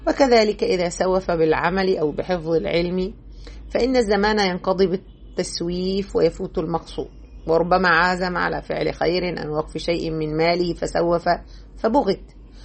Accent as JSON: {"language": "Arabic", "country": "Egypt", "said": "الخطيرة دي نقدر نسميها بلغتنا احنا كمصريين"}